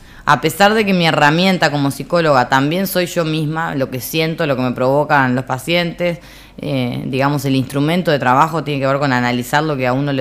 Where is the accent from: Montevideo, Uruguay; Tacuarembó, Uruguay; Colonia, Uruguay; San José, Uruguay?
Montevideo, Uruguay; born there; yo nací en Montevideo, adoro esta ciudad